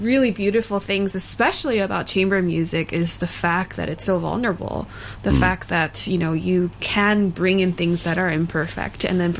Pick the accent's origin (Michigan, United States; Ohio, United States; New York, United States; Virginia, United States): New York, United States; also born or lived in Seoul, South Korea / Alabama; I grew up mainly in New York.